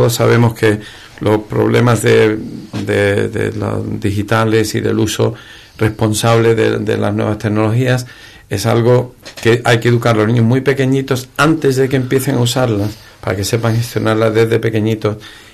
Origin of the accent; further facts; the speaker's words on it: Ubrique, Andalusia, Spain; yo soy ubriqueño, soy andaluz, soy español